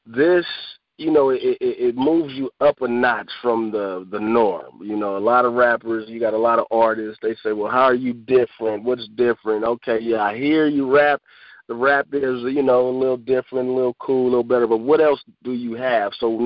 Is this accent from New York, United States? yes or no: no; San Francisco, California, United States; I'm from Hunters Point, Bayview Hunters Point. That's located in San Francisco, California.